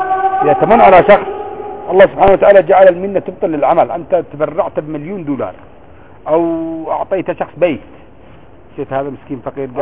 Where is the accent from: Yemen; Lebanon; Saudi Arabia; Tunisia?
Yemen; الماء الكبير بريالين القارورة الكبير هذه اللي يبيعها بخمسة ريال خمسة ريال عندنا في اليمن مثلا بكم بثمانين ريال